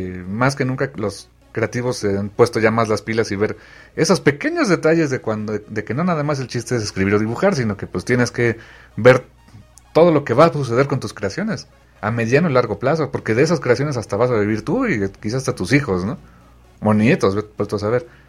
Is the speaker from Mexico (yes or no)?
yes; Mexico City, Mexico; Yo soy basura chilanga, estoy viendo